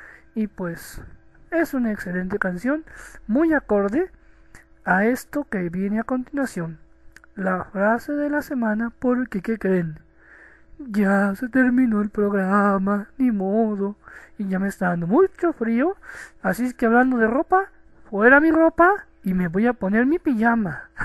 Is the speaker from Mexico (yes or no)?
yes; Mexico; de México, el cóndor de Latinoamérica